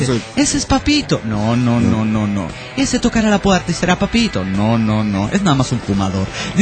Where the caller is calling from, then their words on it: Trelew, Chubut, Argentina; Hola, ¿qué tal? … de Trelew, nuevamente